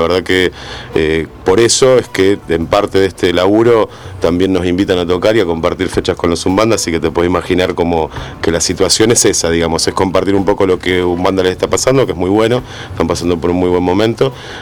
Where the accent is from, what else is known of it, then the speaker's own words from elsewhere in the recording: Quilmes, Buenos Aires Province, Argentina; Nosotros somos de Quilmes, fundamentalmente, Espeleta, de la zona de Solano, Almirante Brown, y de Avellaneda. Hay dos que somos de Avellaneda, Bernal ahí.